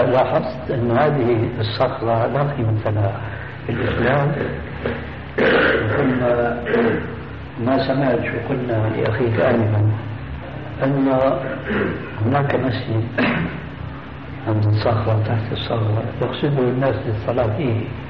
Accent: Damascus, Damascus Governorate, Syria; دمشقي آني

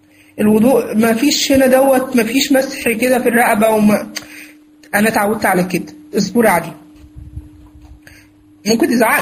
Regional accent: Egypt; مش عارف بقى عندكم بقى في البلاد التانية بيسموا ايه الكلام ده، احنا عندنا دي من البدع اللي عندنا في مصر بصراحة

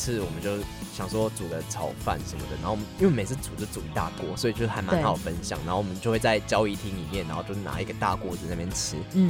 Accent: Taiwan; 就是我们台湾人还蛮喜欢煮东西

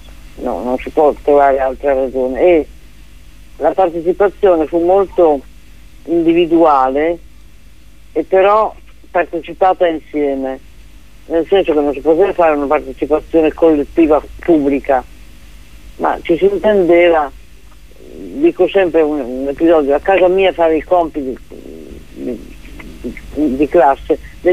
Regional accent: Novara, Piedmont, Italy; io ho studiato al liceo di Novara, che è la mia città natale

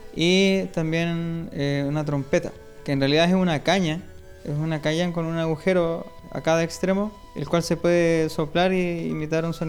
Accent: Andacollo, Coquimbo, Chile; En el lugar de donde vengo, que es de Andacollo, las cañas son utilizadas para hacer los flautones chinos.

